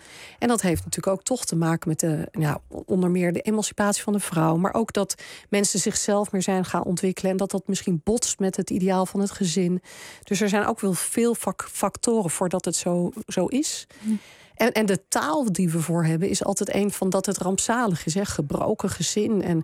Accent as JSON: {"language": "Dutch", "country": "Denmark", "said": "Ik kom uit Denemarken oorspronkelijk"}